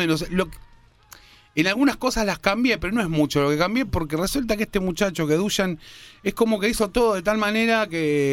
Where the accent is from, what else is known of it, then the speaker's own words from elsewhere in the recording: Argentina; yo soy argentino